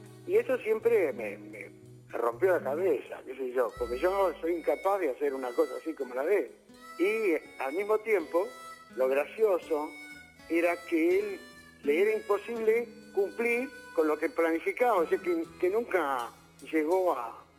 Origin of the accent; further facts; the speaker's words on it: Argentina; yo soy un músico argentino, compositor, autor.